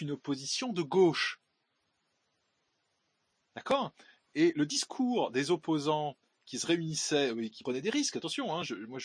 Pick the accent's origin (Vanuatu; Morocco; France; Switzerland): France; Grand Est; Ce type de mesure expérimentale de soumission et de délire collectif est systématiquement testé chez nous en Alsace.